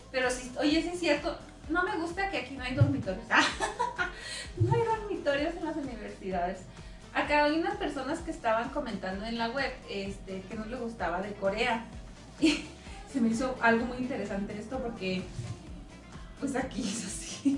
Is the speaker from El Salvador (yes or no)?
yes; El Salvador; El Salvador.